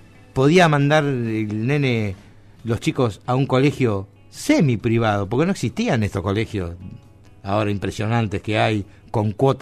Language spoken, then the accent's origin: Spanish; Argentina; somos parias los argentinos